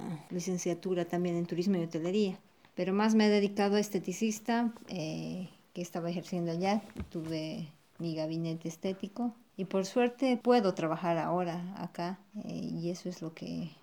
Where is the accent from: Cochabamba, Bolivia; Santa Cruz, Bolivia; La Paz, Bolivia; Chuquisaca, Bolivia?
La Paz, Bolivia; Eso solamente se puede comer en La Paz, de donde yo vengo.